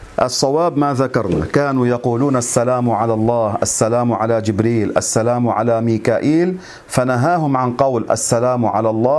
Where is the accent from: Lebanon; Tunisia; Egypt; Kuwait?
Lebanon; يعني عندنا في لبنان بيقولوا شعر بخشي لأنه وحده